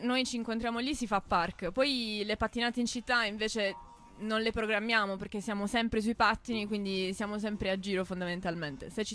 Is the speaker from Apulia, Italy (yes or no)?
yes; Bari, Apulia, Italy; Oddio, io sono di Bari.